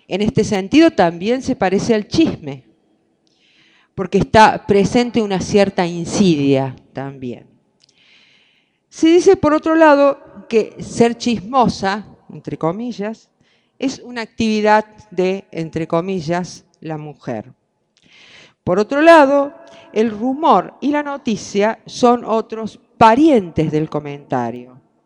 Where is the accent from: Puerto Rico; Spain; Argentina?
Argentina; Córdoba; se habrán dado cuenta que soy cordobesa